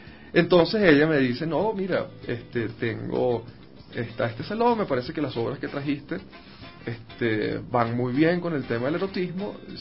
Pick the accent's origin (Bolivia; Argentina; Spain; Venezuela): Venezuela; Sí, soy artista plástico, venezolano